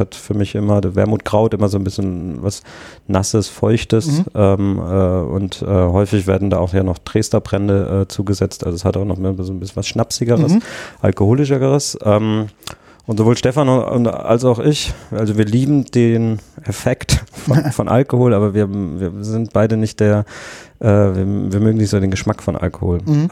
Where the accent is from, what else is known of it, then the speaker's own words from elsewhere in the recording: Southwest Germany, Germany; ich komme ursprünglich aus Südwestdeutschland